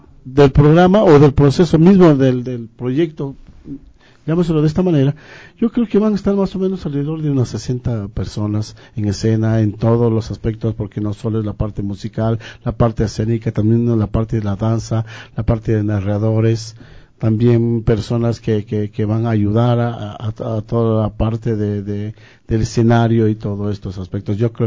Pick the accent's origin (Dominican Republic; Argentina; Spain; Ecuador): Ecuador; Loja; moved away; en el caso mío, yo vengo desde Loja, con sueños, con aspiraciones de vidas mejores, de encontrar un futuro mejor